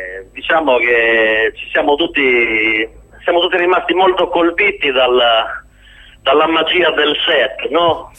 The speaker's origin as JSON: {"language": "Italian", "town": "Serramanna", "region": "Sardinia", "country": "Italy", "said": "non è che io stia prendendo in giro Serramanna, ci mancherebbe altro. Ho voluto utilizzare il mio paese come esempio"}